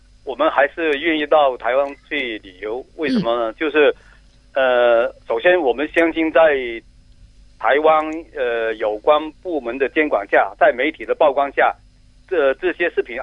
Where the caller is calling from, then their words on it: Guangdong, China; 我从广东。